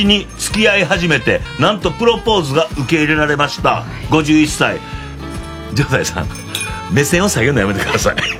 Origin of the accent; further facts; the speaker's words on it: Osaka, Japan; accent: Senshu dialect; 私は泉州弁で生まれ育ちましたけども、